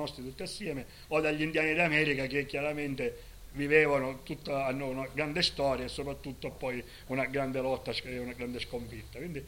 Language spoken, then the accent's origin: Italian; Sicily, Italy; perché noi siamo siciliani e l'anarchia noi la faremo in Sicilia